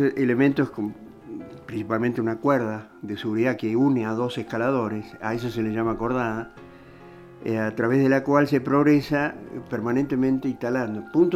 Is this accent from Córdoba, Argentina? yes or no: yes; Córdoba, Argentina; also born or lived in Rafaela; Soy cordobés, exacto.